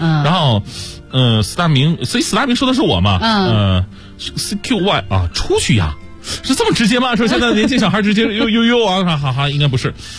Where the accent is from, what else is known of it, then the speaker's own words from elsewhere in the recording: Changchun, Jilin, China; also born or lived in Zhejiang; now in Beijing, China; 我的父亲是黑龙江，然后他当兵的时候到了吉林长春，我是在长春出生长大，但是我呢后来就是工作的时候，是在浙江工作，后来然后又到北京工作，